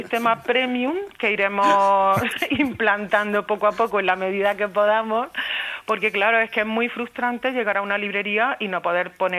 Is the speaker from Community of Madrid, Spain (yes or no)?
no; Úbeda, Andalusia, Spain; moved away as an adult; now in Zaragoza, Spain; Bueno, yo soy de emigración interior. Yo me vine a estudiar desde Jaén, desde Úbeda